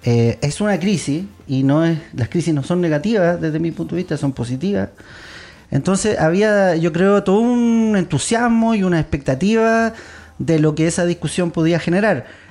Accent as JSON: {"language": "Spanish", "country": "Chile", "said": "lo que éramos los, o somos los chilenos"}